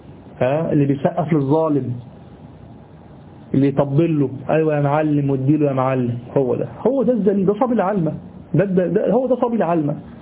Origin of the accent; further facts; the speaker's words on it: Egypt; في حاجة غريبة عندنا في مصر، في حاجة غريبة يعني